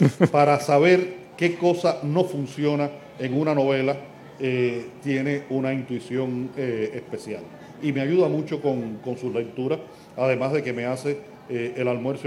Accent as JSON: {"language": "Spanish", "country": "Cuba", "said": "como escritor cubano que recibí esa historia y que la transmito a los lectores"}